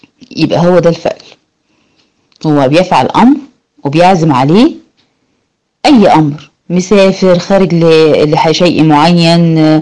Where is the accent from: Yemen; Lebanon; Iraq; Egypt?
Egypt; إحنا بالنسبة لنا هنا كمصريين، صوت الغراب يعمل شوية قلق كده